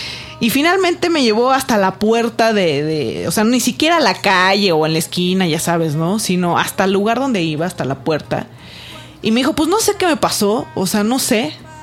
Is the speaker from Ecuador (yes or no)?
no; Zacatecas, Mexico; moved away as an adult; now in Mexico City, Mexico; Recién llegada a la Ciudad de México, porque yo no soy del distrito, yo soy de Zacatecas.